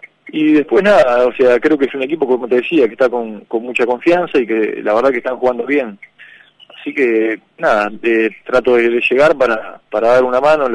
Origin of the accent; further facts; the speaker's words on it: Uruguay; O sea, somos uruguayos, pero bueno, esto es un trabajo y cada uno tiene que estar para su lado.